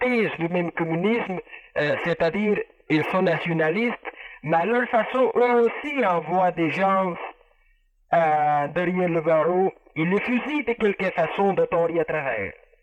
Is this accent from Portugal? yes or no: yes; Portugal; Monsieur, le Portugal, qui est mon pays d'origine, je vous le dis d'où je viens